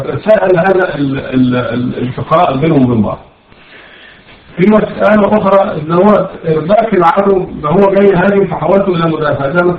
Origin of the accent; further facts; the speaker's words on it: Egypt; لازم عندنا في مصر